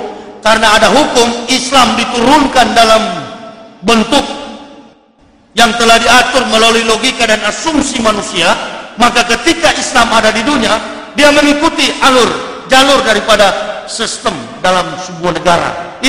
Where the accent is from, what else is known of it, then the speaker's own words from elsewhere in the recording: Manado, North Sulawesi, Indonesia; born there; Saya dilahirkan di Manado pada tanggal 30 November tahun 1970. Kurang lebih 36 tahun saya beragama Islam.